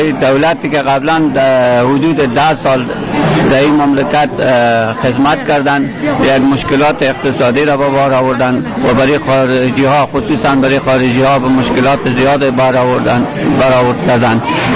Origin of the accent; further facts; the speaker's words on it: Afghanistan; now in Aarhus, Denmark; از افغانستانم.